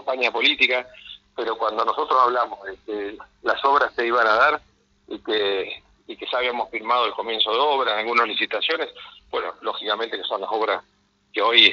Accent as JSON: {"language": "Spanish", "country": "Argentina", "said": "Me genera preocupación como argentino."}